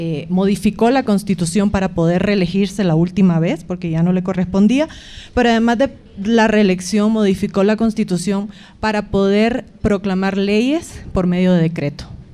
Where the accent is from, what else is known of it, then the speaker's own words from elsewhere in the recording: Nicaragua; now in La Paz, Bolivia; Soy nicaragüense, viviendo en La Paz desde hace algún tiempo